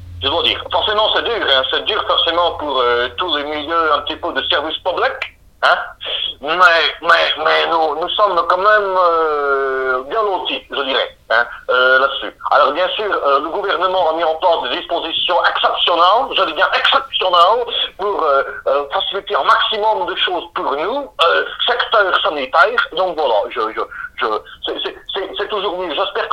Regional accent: Belgium; accent: Belgian; marqué par la langue belge. Je suis belge de naissance. J'habite en Namur. Hein. … j'ai 32 ans.

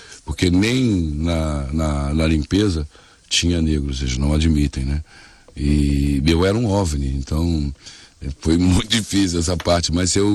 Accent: Brazil; Porque você olhar pra mim, você não vai dizer que eu sou brasileiro, entendeu?

